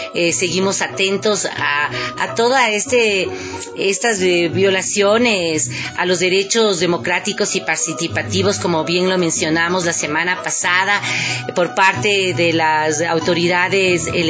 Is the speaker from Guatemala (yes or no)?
no; Ecuador; como ciudadanos ecuatorianos y ecuatorianas, tenemos que estar muy atentos